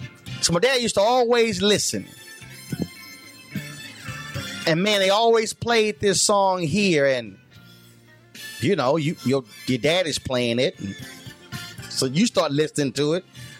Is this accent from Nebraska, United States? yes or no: no; Houston, Texas, United States; I grew up in Houston, Texas, and that was a public radio station, KUHT.